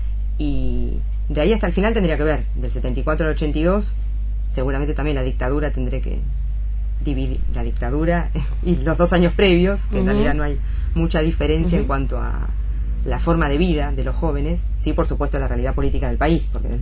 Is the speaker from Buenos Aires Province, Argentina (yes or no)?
yes; Berisso, Buenos Aires Province, Argentina; now in La Plata, Argentina; Yo soy de Berisso. Vivo en La Plata hace un tiempo, pero bueno, soy de Berisso.